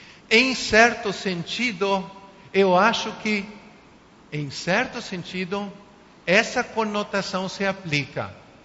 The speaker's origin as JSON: {"language": "Portuguese", "country": "Uruguay", "tie": "born or raised there", "second_language": "Portuguese", "lives_now": "Brazil", "said": "Eu não falei de mim, mas eu nasci e me criei no Uruguai, não sou brasileiro de nascença, nunca passei por uma escola brasileira."}